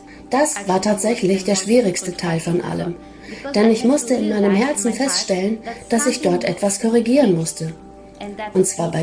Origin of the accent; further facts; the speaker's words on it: Poland; German is a second language; now in Switzerland; Ich bin Polin und lebe derzeit mit meiner Familie in der Schweiz.